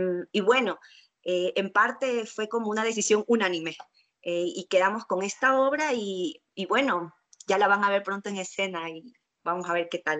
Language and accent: Spanish; Guayaquil, Guayas, Ecuador; yo decidí dejar mis cosas en Guayaquil, yo soy de Guayaquil, y en el 2013 ingreso al Mala Hierba